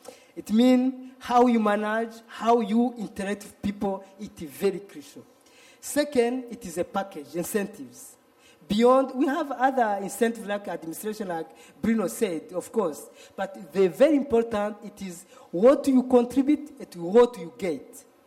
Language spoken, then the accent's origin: English; Rwanda; English is a second language; I'm from Rwanda, really.